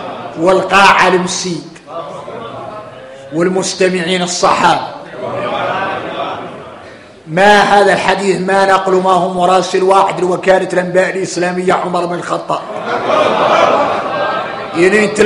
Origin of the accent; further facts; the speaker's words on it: Mauritania; احنا موريتاني ضارك طارينا نكتشف المعادن